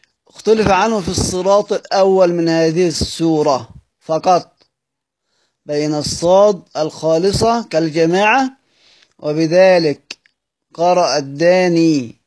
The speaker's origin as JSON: {"language": "Arabic", "country": "Egypt", "said": "هننتج لنا كلمة تانية إحنا كمصريين سهل بننطقها لأن إحنا متعودين على أصلا في اللغة بتاعتنا وفي اللهجة بتاعتنا"}